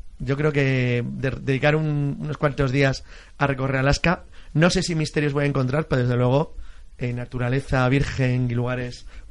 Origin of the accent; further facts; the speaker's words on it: Spain; Somos españoles y portugueses los que creamos el mundo tal y como lo vemos hoy.